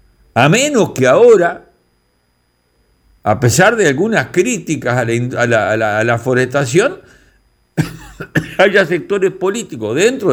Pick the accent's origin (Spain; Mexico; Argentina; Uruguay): Uruguay; Sentimos que nos siguen tomando el pelo como pueblo uruguayo.